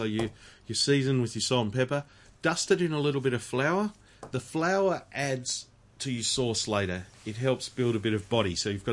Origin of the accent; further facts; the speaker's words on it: England, United Kingdom; I'm English.